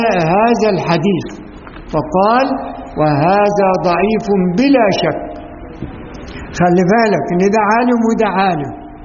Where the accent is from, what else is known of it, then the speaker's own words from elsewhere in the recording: Egypt; كلمة الدشت دي احنا كمصريين نعرفها ان هي يعني الورق المرمي مهمل